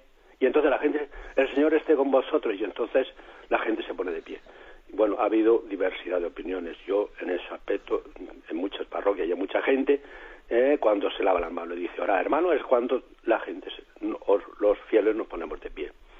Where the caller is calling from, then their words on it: Murcia, Region of Murcia, Spain; de Murcia